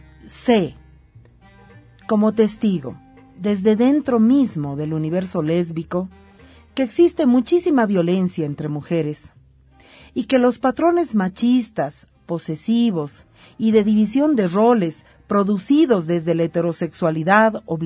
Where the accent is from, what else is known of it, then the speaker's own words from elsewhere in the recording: Bolivia; estoy convencida, como boliviana, como mujer, como feminista